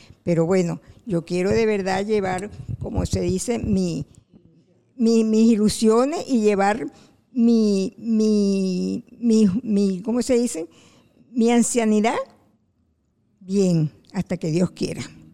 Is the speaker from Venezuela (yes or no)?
yes; Venezuela; moved away as an adult; Yo apenas tengo 7 años que yo llegué de Venezuela, y yo de verdad, mi país lo extraño, por supuesto, pero yo me he adaptado aquí